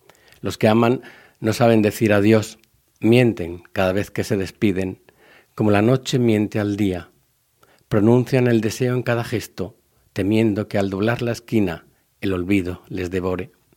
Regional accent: Valencia, Valencian Community, Spain; los años en los que yo vivía en Valencia. Yo soy valenciano, vivía hasta allí, hasta el año 91.

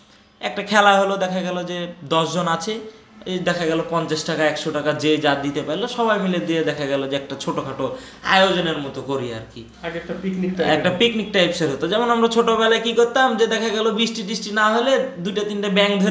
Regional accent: Rajshahi, Rajshahi Division, Bangladesh; আর রাজশাহী তো অনেক শান্তিপ্রিয় নগর, এই দিক দিয়ে আমরা গর্বিত যে আমরা রাজশাহীর ছেলে

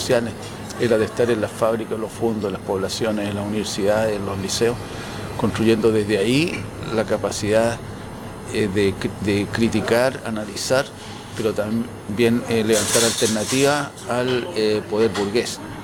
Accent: Tocopilla, Antofagasta, Chile; also born or lived in Concepción; Yo soy un tocopillano penquista, aquí me formé políticamente

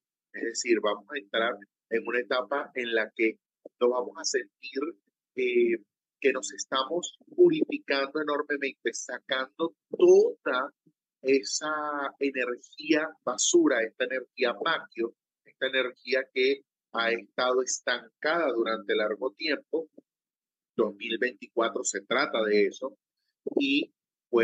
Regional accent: Venezuela; Imagínate un entramado en el juego en mi país, Venezuela.

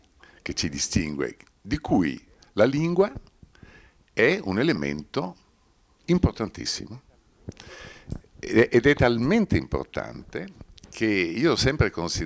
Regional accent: Trentino-Alto Adige, Italy; io sono cresciuto in Alto Adige conoscendo anche i dialetti. Io ho fatto la prima elementare a Siusi e parlavo il dialetto dell'altopiano di Siusi. Poi ho lavorato tantissimi anni a Caldaro e dovevo parlare il dialetto di Caldaro

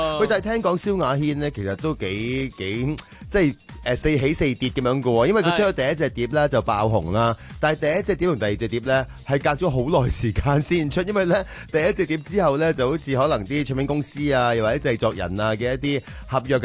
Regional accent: Guangdong, China; 我哋广东人咧

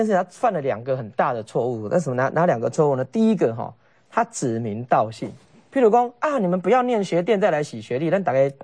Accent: Taiwan; 我台湾长大呀，对吧？

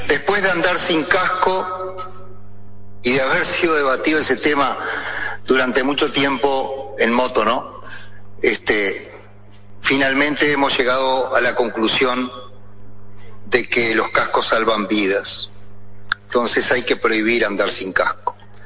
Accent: Paysandú, Uruguay; yo soy de Paysandú

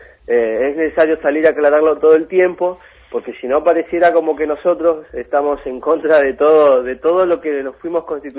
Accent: Rawson, Chubut, Argentina; Yo soy de Rawson, pero estuve mucho tiempo afuera

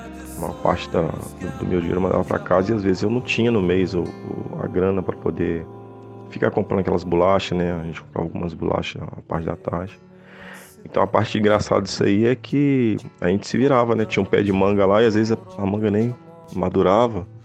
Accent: Juiz de Fora, Minas Gerais, Brazil; Porque eu sou do interior, sou de Juiz de Fora, então eu saí do Esporte Clube aqui de Juiz de Fora, nunca tinha ido para um grande centro, né?

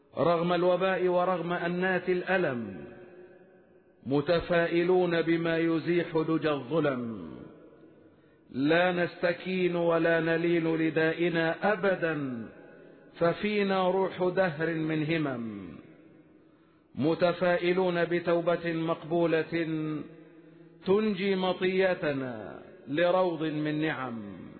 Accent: Egypt; بلادنا مصر

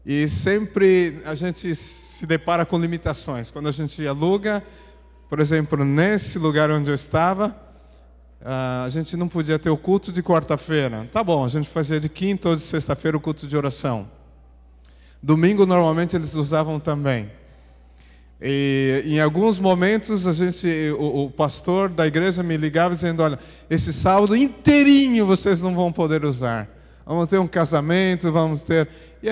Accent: São Paulo, Brazil; born there; eu nasci na Zona Norte, num bairro que chama Bairro do Limão. Não sei se eu sou azedo, mas nasci no Bairro do Limão. E depois a gente ficou ali pela Zona Leste

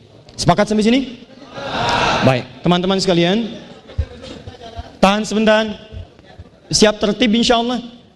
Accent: Banten, Indonesia; Saya putra Banten, saya menyayangi anda, dan dimanapun saya berada, saya akan selalu mengatakan pada dunia bahwa saya dari Banten, saya membawa nama Banten

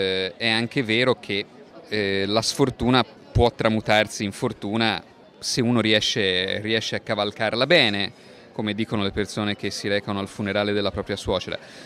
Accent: Pisa, Tuscany, Italy; nel senso che io sono di Pisa e il litorale pisano, che era stato in un primo tempo la scelta originale

